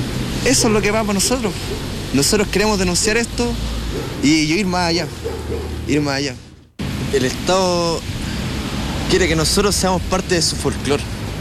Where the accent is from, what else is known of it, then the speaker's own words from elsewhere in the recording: Chile; Nosotros no somos los indígenas de Chile, nosotros somos mapuches. Somos aparte, somos un pueblo que siempre ha estado aquí, que nació en esta tierra y va a morir aquí.